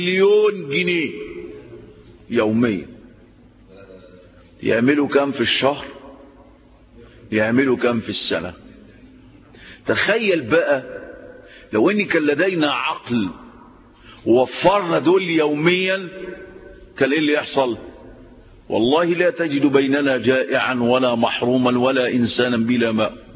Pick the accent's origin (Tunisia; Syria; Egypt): Egypt; عندنا في مصر 20 مليون مدخن